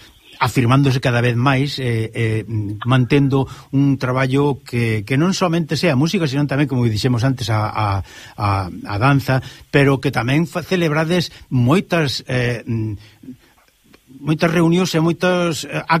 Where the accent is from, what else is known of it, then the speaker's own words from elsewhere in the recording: Galicia, Spain; Como decimos galegos, algo que paga a pena darse conta